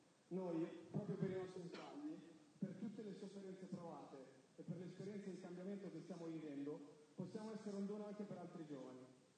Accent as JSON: {"language": "Italian", "town": "Milan", "region": "Lombardy", "country": "Italy", "tie": "born or raised there", "said": "Sono cresciuto a Quartoggiaro, un quartiere difficile di Milano, che molti chiamavano il Bronx"}